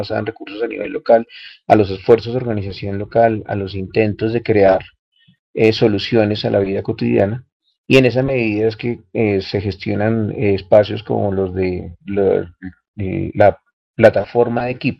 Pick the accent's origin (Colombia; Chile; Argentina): Colombia; no solamente para nosotros como colombianos